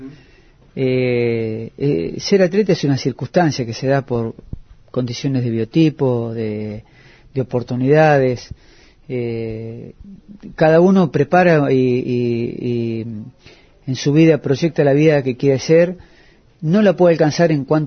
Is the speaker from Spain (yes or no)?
no; Argentina; a uno como argentino se enorgullece.